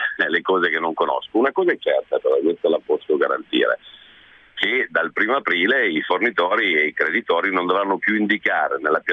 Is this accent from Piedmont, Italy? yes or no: yes; Piedmont, Italy; Nel senso, traduco, io sono un piemontese